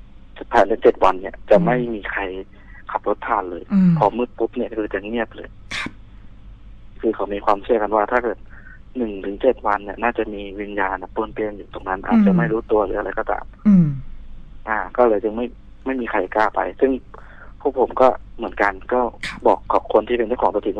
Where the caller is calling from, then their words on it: Suphan Buri, Thailand; สุพรรณครับผม